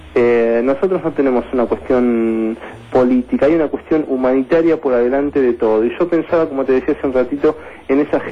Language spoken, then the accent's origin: Spanish; Argentina; para que como argentinos no tengamos que seguir sufriendo muertes inocentes.